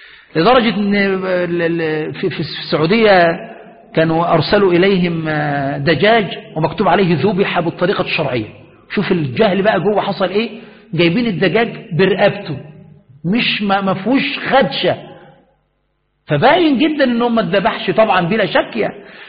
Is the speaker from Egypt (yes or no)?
yes; Egypt; وهذا المسألة معروف عندنا في مصر